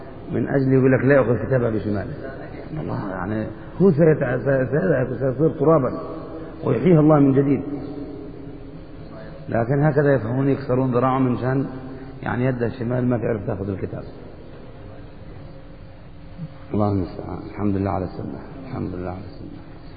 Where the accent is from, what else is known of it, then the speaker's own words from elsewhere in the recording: Egypt; أنا كنت أسمع العامة في مصر يذكرون هذا المعنى